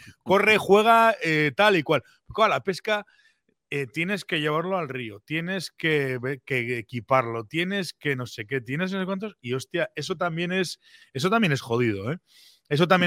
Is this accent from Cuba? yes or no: no; Pamplona, Navarre, Spain; yo, que soy un tío de Pamplona